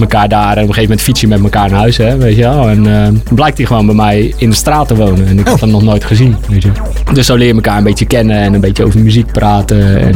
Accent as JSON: {"language": "Dutch", "town": "Rotterdam", "region": "South Holland", "country": "Netherlands", "also_born_or_lived": "Spijkenisse", "said": "toen ik een jaar of 15 was, verhuisde mijn moeder, waar ik bij woonde, naar Spijkenisse. Vanuit het Rotterdam dus, waar ik vandaan kom."}